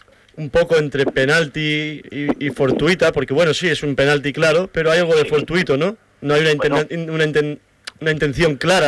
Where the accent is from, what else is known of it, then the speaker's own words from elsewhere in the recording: Sabadell, Catalonia, Spain; Oye, yo soy de Sabadell, que estoy a 40 kilómetros de Barcelona y soy de Barcelona. Mira, provincia de Barcelona.